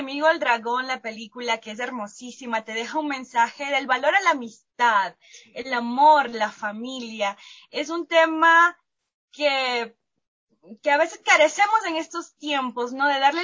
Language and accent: Spanish; Venezuela; moved away as an adult; now in Ecuador